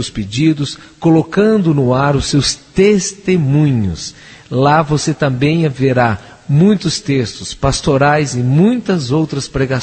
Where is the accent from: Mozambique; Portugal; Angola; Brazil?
Brazil; Brasília, Federal District; Meus amados, agradecemos a sua participação. Nós somos de Brasília